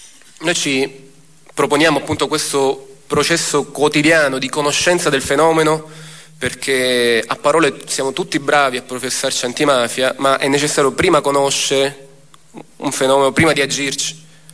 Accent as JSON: {"language": "Italian", "town": "Palermo", "region": "Sicily", "country": "Italy", "said": "Ci siamo resi conto come palermitani, come siciliani, che a nessuno può essere chiesto uno sforzo sovraumano, un'esposizione eccessiva."}